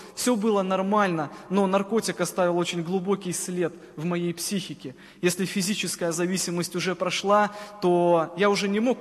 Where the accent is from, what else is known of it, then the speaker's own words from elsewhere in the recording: Cherikov, Mogilev Region, Belarus; Я сам из Могилевской области, в городе Черикове родился, может быть, кто-то знает такой город.